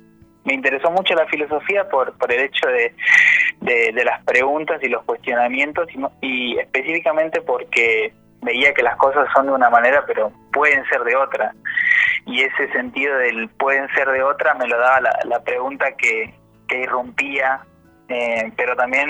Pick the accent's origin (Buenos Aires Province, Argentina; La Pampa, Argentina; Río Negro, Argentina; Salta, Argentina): Río Negro, Argentina; Bariloche; yo por lo menos soy de Fuiloche, de Bariloche, estudio en Neuquén, pero soy de acá